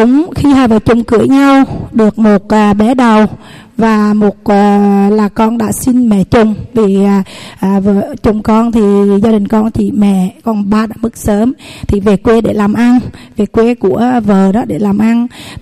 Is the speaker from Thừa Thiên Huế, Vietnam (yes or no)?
yes; Thừa Thiên Huế, Vietnam; Con sinh ra lớn lên tại Thừa Thiên Huế, tại xã Vĩnh Phú, huyện Phú Vang, và lập gia đình chồng là xã Phú Hải, cùng huyện Phú Vang.